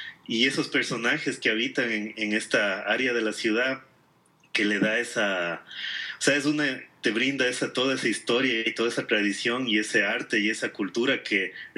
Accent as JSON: {"language": "Spanish", "town": "Quito", "region": "Pichincha", "country": "Ecuador", "said": "A veces uno como quiteño ya te acostumbras"}